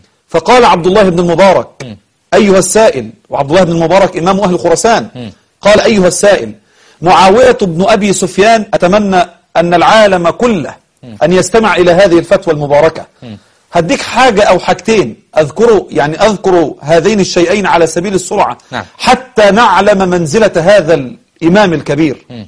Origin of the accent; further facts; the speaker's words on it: Egypt; هو إحنا كمصريين المصريون بفضل الله أصحاب طيبة،